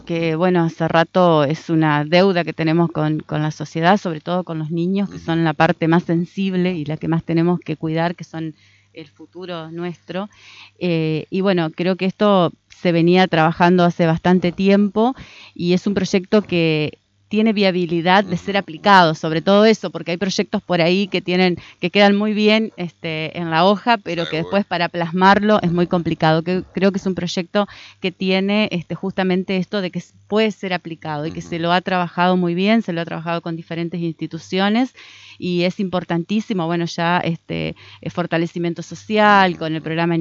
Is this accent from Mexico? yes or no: no; Argentina; uno es argentino, estamos en Argentina